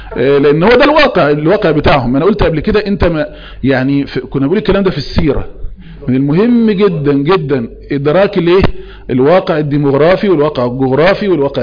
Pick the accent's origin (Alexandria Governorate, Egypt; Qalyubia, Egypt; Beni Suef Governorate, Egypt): Beni Suef Governorate, Egypt; Beni Suef; انا من مصر من بني سويف من حي الازهري